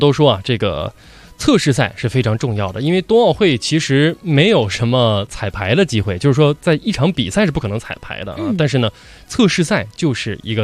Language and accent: Chinese; Inner Mongolia, China; 从小呢喜欢滑冰，就是我的家乡内蒙古每年要上冰课。啊，然后先从那儿学会的滑冰